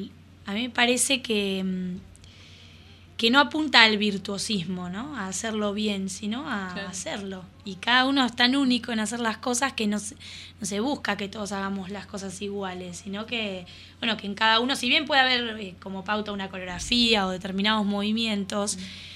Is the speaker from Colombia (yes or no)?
no; La Plata, Buenos Aires Province, Argentina; sino que estoy acá, soy platense